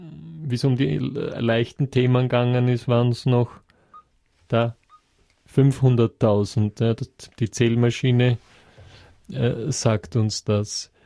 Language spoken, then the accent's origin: German; Texas, United States; Das ist bei uns halt in Amerika, wo wir so weit auseinander wohnen manchmal. Gerade bei uns in Texas ist das wirklich ein Thema.